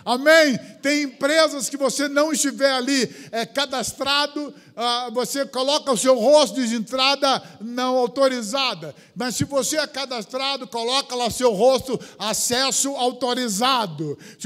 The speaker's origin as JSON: {"language": "Portuguese", "town": "Cabo Frio", "region": "Rio de Janeiro", "country": "Brazil", "tie": "born or raised there", "said": "Eu sou natural de Cabo Frio, praias lindas, areias branquinhas."}